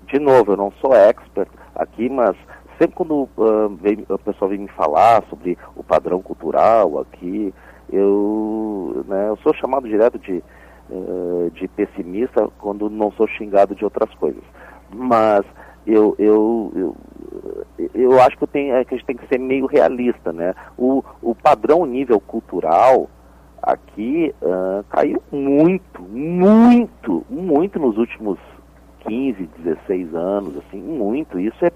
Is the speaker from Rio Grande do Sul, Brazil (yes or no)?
yes; Porto Alegre, Rio Grande do Sul, Brazil; A maior parte da minha vida eu passei em Porto Alegre, né? Vocês viram pelo meu sotaque.